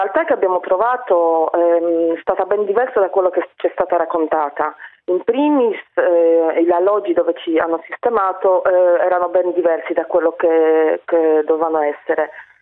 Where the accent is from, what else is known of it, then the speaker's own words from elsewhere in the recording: Poland; Italian is a second language; now in Italy; Sì, vengo dalla Polonia.